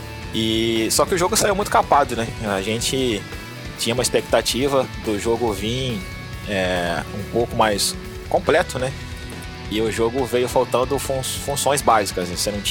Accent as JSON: {"language": "Portuguese", "region": "Minas Gerais", "country": "Brazil", "accent": "mixed", "said": "Pior que nem sou, cara, sou mineiro."}